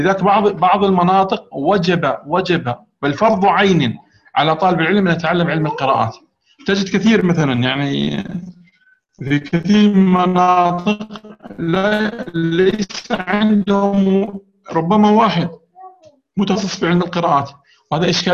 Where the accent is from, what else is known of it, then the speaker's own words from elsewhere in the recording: Jordan; لأنه أظن حكم عندنا بالأردن وعندكم أيضا في معظم الدول